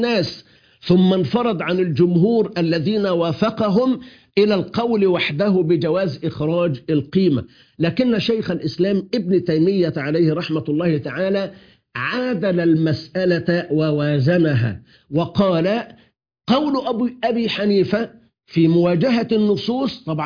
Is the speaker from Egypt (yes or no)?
yes; Egypt; في بلدنا مصر